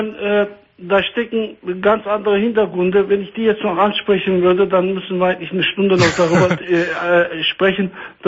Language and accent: German; Turkey; Ich bin Türke, ja, auf jeden Fall.